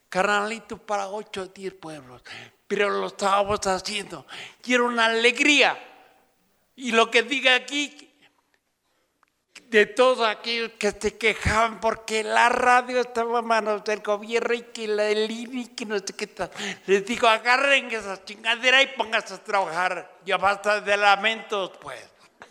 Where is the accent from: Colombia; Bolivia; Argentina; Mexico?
Mexico; Oaxaca; en los zapotecos, de donde yo vengo, aunque no hablo zapoteco, que quede claro, pero soy serrano zapoteco.